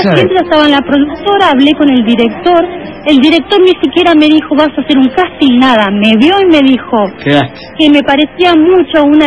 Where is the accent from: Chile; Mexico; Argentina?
Argentina; Como buena argentina que soy.